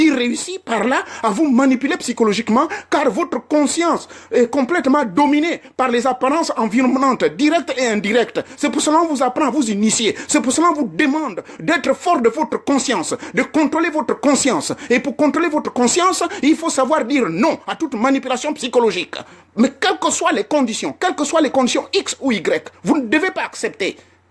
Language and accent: French; Gabon; Le bois bandé, on ne trouve ça que chez nous au Gabon là-bas.